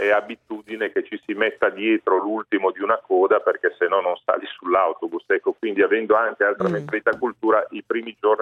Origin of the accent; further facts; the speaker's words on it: Genoa, Liguria, Italy; Ad esempio, io vengo da Genova